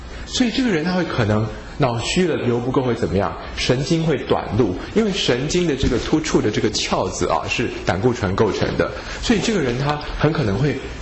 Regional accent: China; 我们中国人可能会说，一个人之所以啊，到了中年男人啊，会肚子有一个啤酒肚

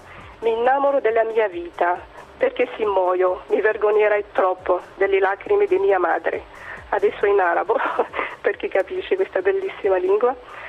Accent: Algeria; Italian is a second language; now in Italy; io dico per esempio da algerina, vivo in Italia

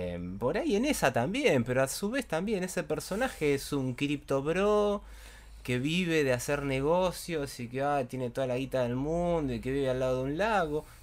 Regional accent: Argentina; Los espectadores somos nosotros, somos los argentinos.

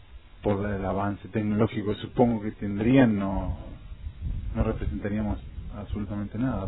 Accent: Quilmes, Buenos Aires Province, Argentina; De Quilmes.

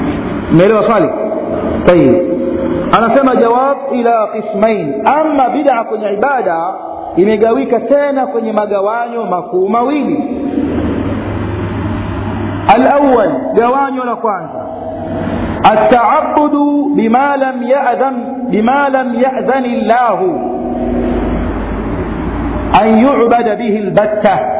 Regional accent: Tanga, Tanga Region, Tanzania; mpaka kule kwetu, yani kwetu Tanga, kwenye chuo cha Tamtam Shamsia

